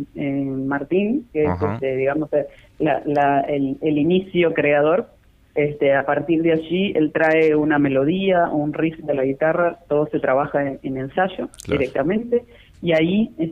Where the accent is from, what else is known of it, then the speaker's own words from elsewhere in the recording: Ciudad de la Costa, Canelones, Uruguay; Actualmente incluso los 4 integrantes de … somos todos de Ciudad de la Costa